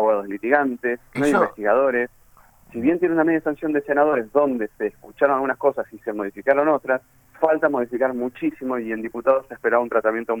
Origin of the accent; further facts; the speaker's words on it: Avellaneda, Buenos Aires Province, Argentina; yo soy oriundo de Avellaneda